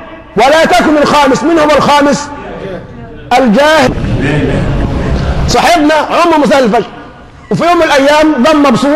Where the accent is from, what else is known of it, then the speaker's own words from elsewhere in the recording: Egypt; عندنا في مصر من العشوائيه بنوا حته مدرس